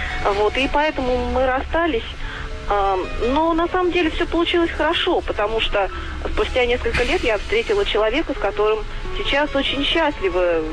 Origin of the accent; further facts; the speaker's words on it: Volgograd, Volgograd Oblast, Russia; Я из Волгограда, журналист.